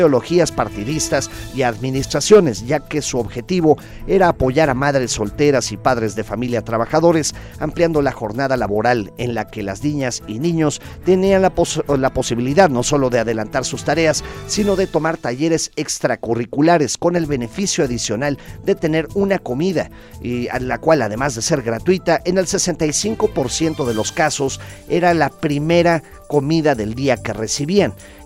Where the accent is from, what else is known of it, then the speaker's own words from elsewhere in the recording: Mexico; sobre todo para nosotros como mexicanos